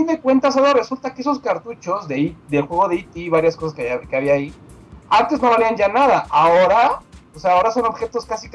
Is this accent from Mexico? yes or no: yes; Mexico; yo en lo personal, como buen mexicano, ¿verdad?